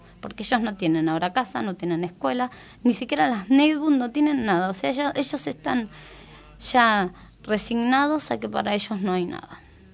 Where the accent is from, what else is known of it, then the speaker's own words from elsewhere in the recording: González Catán, Buenos Aires Province, Argentina; now in Moreno, Argentina; porque me crié en La Matanza, soy de González Catán, hace 4 años nada más que estoy acá en Moreno